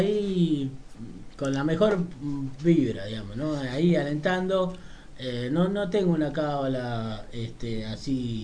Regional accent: Argentina; Como todo, así como todo argentino

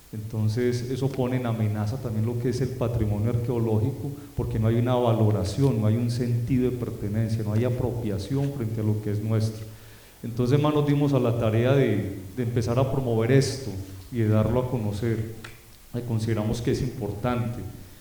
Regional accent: Colombia; Un gran problema que tenemos todos como ciudadanos y especialmente como colombianos es que no sabemos trabajar en equipo.

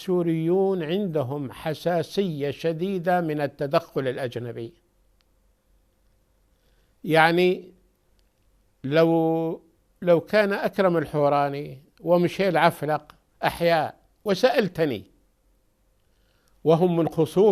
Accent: Syria; فأنا أرجو أن لا تسمع عن أحد عندنا في سوريا يطالب بمثل هذا

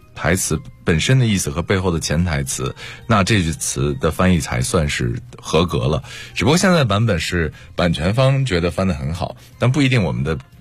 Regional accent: Dalian, Liaoning, China; 我是大连人。

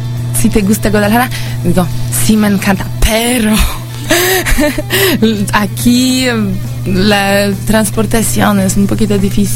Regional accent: Katowice, Silesian Voivodeship, Poland; Spanish is a second language; Del sur. Muy cerca de montañas, es una ciudad, se llama Katowice, y una hora de Cracovia, una otra ciudad muy importante en Polonia

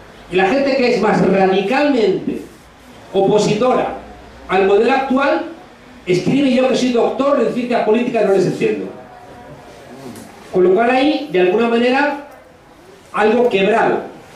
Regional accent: Madrid, Community of Madrid, Spain; Porque yo soy de Madrid y soy consciente

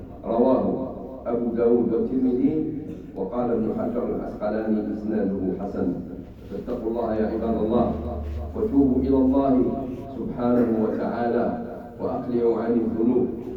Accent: Algeria; بلادنا الجزائر الحبيبة التي قامت من أول لحظة بمساعدة الناس المنكوبين

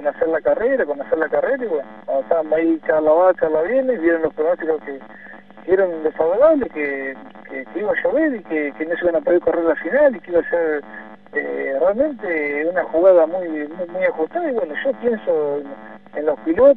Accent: Buenos Aires, Argentina; yo soy de Buenos Aires y corrí con lluvia.

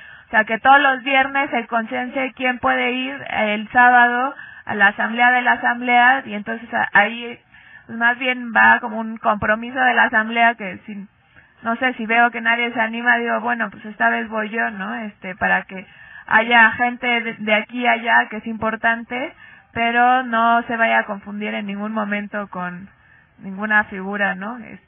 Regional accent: Coyoacán, Mexico City, Mexico; la mayoría, como ya dijo la compañera, somos de Coyoacán, o vecinos de Coyoacán, y se nos hace relativamente sencillo ir a la casa a comer, regresar

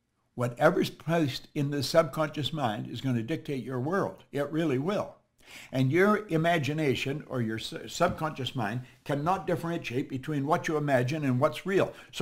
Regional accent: Toronto, Ontario, Canada; And I said, I'm from Toronto. I'll fly over.

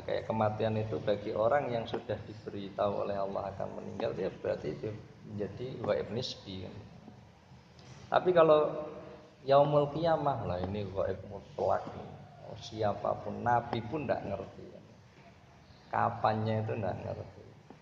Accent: Kudus, Central Java, Indonesia; now in Pekalongan, Indonesia; Saya orang Kudus tinggal di Pekalongan

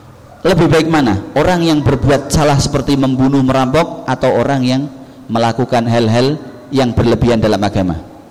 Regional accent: Java, Indonesia; kebiasaan mereka yang naudzubillah mungkin lebih nemen daripada kebiasaan kita orang Jawa atau orang Indonesia pada umumnya.

